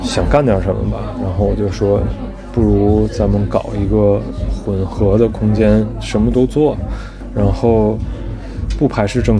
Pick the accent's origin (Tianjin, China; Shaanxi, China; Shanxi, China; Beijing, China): Tianjin, China; also born or lived in United States; 我是天津人。